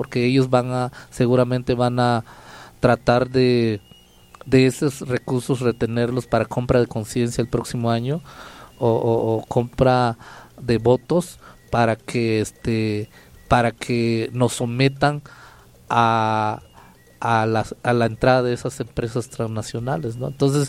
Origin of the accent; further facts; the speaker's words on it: San Dionisio del Mar, Oaxaca, Mexico; hablo por San Dionisio, porque vengo de San Dionisio